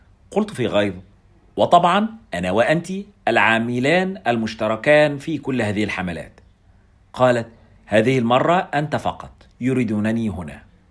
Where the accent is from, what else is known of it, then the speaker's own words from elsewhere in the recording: Egypt; يريحون العصا على كتفهم كما يفعل السقاء عندنا في مصر